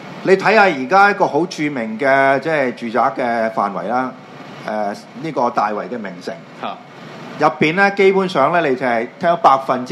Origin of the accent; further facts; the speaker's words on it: Hong Kong; 我哋喺香港土生土長講以寫正體字講廣東話嘅香港人